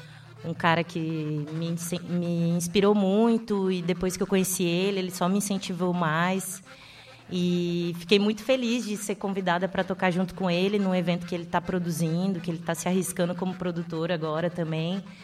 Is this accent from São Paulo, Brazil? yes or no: no; Mato Grosso do Sul, Brazil; eu vou para o Mato Grosso do Sul. Ficar um tempinho em reconexão com a minha terra mesmo, né, que é muito importante.